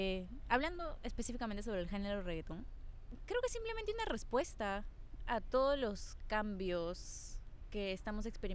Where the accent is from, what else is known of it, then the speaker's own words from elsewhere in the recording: Peru; No voy a decir como peruanos